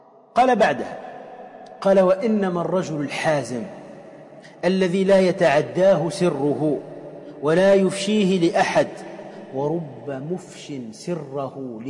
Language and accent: Arabic; Tunisia; كما يقال عندنا في تونس كالنكتة